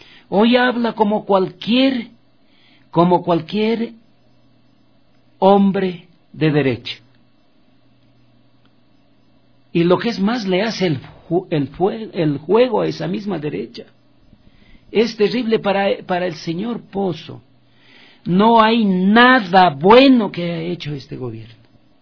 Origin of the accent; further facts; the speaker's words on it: Loja, Ecuador; Atrasito, como dicen en mi país, en mi provincia Loja